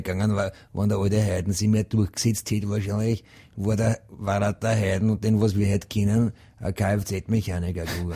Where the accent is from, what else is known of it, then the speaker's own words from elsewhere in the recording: Krems, Lower Austria, Austria; Ja, und ich bin ja aus Krems